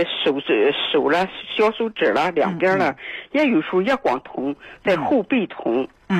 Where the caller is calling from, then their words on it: Qingdao, Shandong, China; 我是青岛的